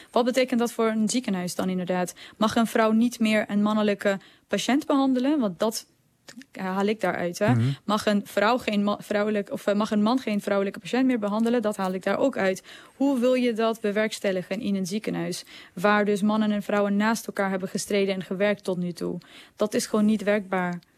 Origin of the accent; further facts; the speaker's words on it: Afghanistan; Wij als Afghanen staan met z'n allen op.